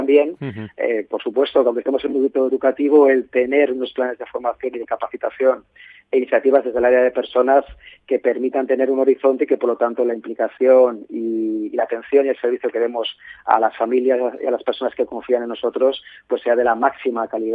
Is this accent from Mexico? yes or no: no; Valencia, Valencian Community, Spain; Yo soy de Valencia, estoy aquí en Valencia